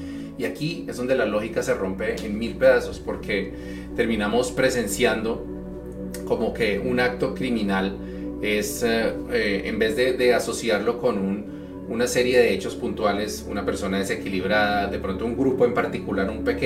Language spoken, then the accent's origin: Spanish; Colombia; Recientemente en Colombia, digamos, de donde soy yo originalmente